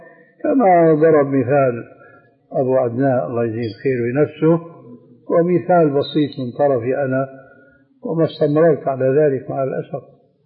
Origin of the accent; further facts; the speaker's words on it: Syria; النعل صرارة موجودة كانت إلى عهد قريب عندنا في سوريا للرجال.